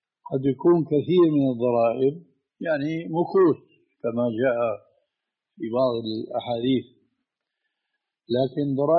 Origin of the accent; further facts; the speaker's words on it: Damascus, Damascus Governorate, Syria; هذه كانت تستعمل عندنا في دمشق